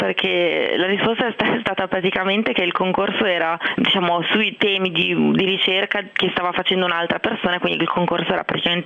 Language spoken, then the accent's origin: Italian; Genoa, Liguria, Italy; moved away; io all'inizio pensavo fosse un problema dei genovesi, perché io vengo da Genova, i genovesi sono un po' orsi